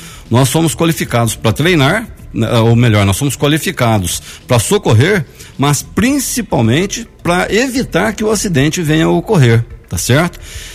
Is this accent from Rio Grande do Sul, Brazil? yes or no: no; Poços de Caldas, Minas Gerais, Brazil; Sim, eu sou natural de Poços de Caldas, né? Moro lá desde que nasci.